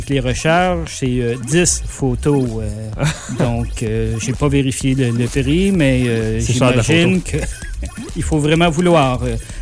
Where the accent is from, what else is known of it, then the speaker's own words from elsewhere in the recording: Quebec, Canada; c'est pas écrit sur mon visage que je suis Québécois, que je suis Canadien.